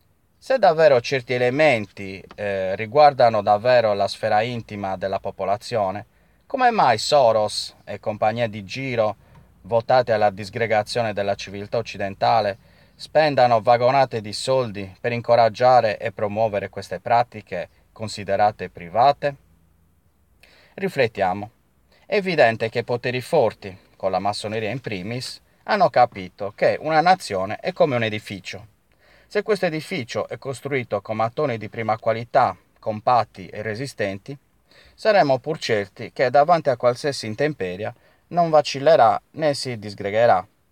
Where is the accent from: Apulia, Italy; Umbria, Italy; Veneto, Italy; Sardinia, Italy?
Sardinia, Italy; Cagliari; sono di Cagliari, come avrete intuito